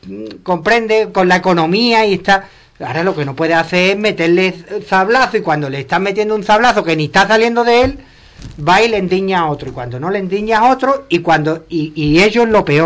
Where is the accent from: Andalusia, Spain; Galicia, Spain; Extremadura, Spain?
Andalusia, Spain; Ubrique; te voy a poner Ubrique porque es mi pueblo